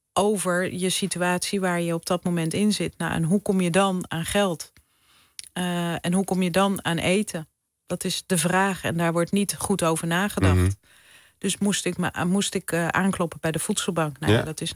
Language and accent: Dutch; North Holland, Netherlands; mijn vader die is huisarts geweest. Mijn moeder verpleegkundige. Ik ben in het Gooi opgegroeid. En we woonden altijd heel groot, ruim.